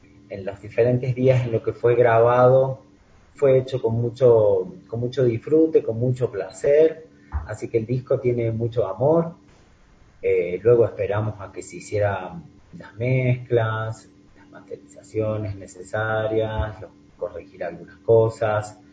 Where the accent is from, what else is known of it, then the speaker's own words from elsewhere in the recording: Argentina; now in Ecuador; Claro que siempre prima en cada país, como en mi país, en Argentina, el tango